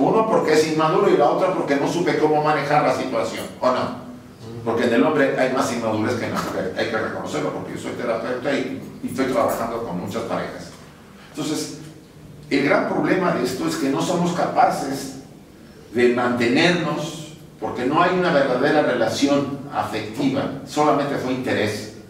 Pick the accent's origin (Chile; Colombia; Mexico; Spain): Mexico; born there; En México, donde yo nací y donde he vivido algunos años